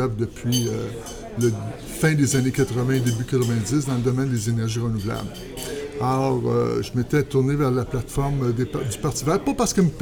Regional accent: Montreal, Quebec, Canada; now in Rimouski, Canada; Non, je suis pas natif de la région. En fait, je suis natif de la région de Montréal, mais il y a déjà plus de 25 ans que je parcours la province, que je bourlingue un peu partout.

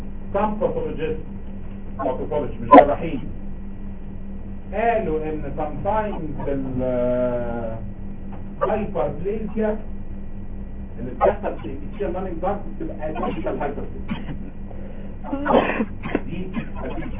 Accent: Egypt; يعني ده بصراحة بلغات احنا كده مصريين

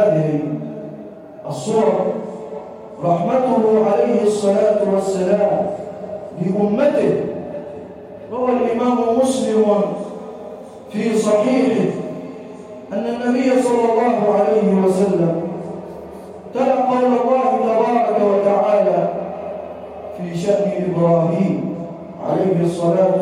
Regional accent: Egypt; واجعل بلدنا مصر راحه للامن والامان

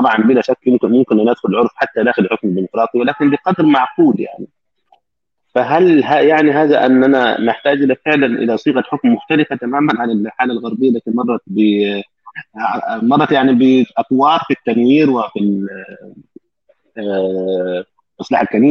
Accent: Upper Egypt, Egypt; also born or lived in Cairo; now in Germany; وانا من الصعيد يعني من ريف، وعشت في القاهره والان في المانيا،

